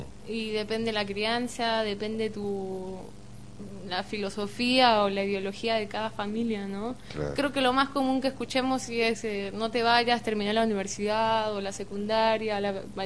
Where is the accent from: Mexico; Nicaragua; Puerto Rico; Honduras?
Mexico; Cozumel, Quintana Roo; Es el primer estudio que se hace en la isla de donde yo soy, de Cozumel.